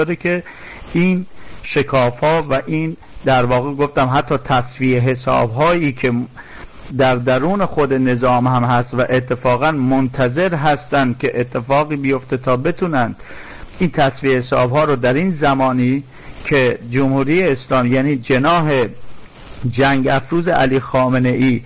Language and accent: Persian; Iran; نظر خودم گفتم باز به عنوان یک ایرانی پر از ابهام است